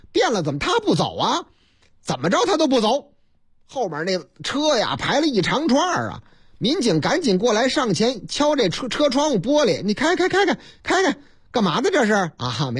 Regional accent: Shandong, China; 这也是这个山东是啊，是我老家山东啊

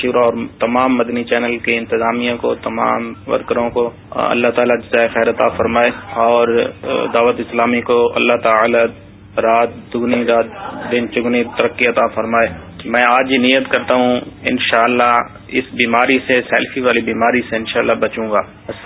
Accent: Khanewal, Punjab, Pakistan; میرا تعلق خانے وال سے ہے, چک نمبر 151 ٹین آر سے.

